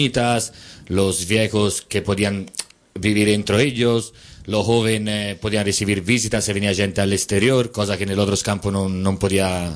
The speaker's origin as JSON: {"language": "Spanish", "town": "Florence", "region": "Tuscany", "country": "Italy", "said": "de Florencia."}